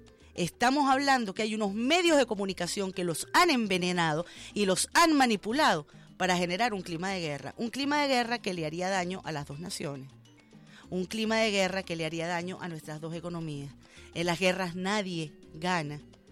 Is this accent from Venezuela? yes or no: yes; Venezuela